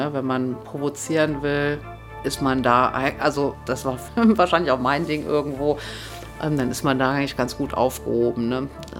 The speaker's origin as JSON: {"language": "German", "town": "Wesel", "region": "North Rhine-Westphalia", "country": "Germany", "said": "komme ursprünglich vom Niederrhein. Ich bin in Wesel geboren worden"}